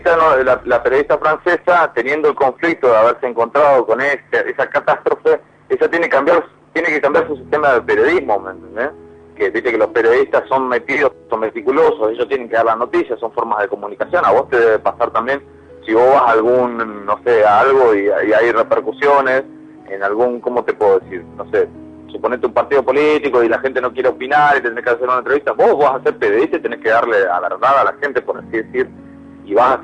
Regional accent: Argentina; si yo soy argentino, quiero algo de los Pumas

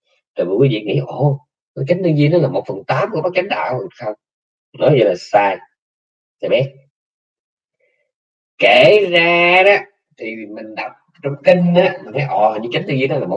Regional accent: Nha Trang, Khanh Hoa, Vietnam; also born or lived in Cam Ranh; quê tôi đẻ ở Nha Trang, cái tôi bỏ Nha Trang tôi qua bên bên Cam Ranh tôi ở

